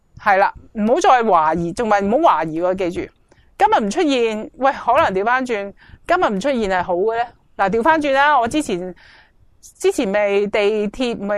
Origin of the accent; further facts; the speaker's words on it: China; 而好多时候我哋中国人咧，尤其都会有呢个谂法。